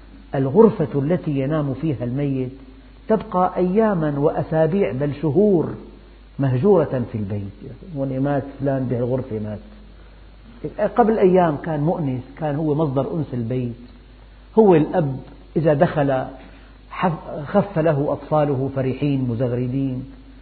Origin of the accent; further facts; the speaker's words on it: Syria; عندنا في الشام العصر آخر وقت للجنازة